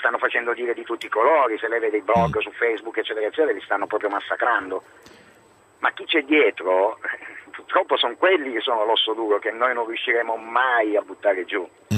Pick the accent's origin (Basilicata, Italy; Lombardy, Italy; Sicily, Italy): Lombardy, Italy; Castiglione d'Adda; Io sono di Castiglione d'Adda, provincia di Lodi.